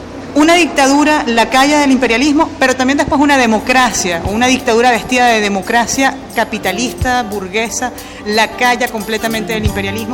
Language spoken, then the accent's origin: Spanish; Venezuela; yo vengo de Venezuela, una mujer